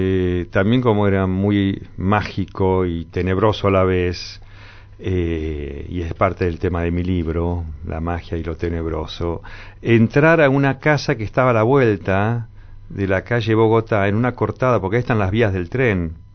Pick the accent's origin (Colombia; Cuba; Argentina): Argentina; Buenos Aires; born there; Yo nací en Límite Flores con Caballito.